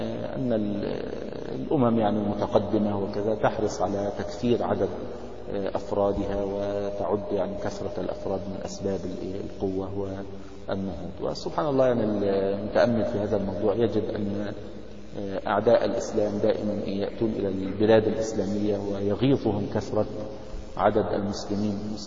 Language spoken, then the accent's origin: Arabic; Egypt; now in United States; يعني عندنا في مصر يعني معونات من الدول الأجنبية وكذا ينشئون مراكز تنظيم الأسرة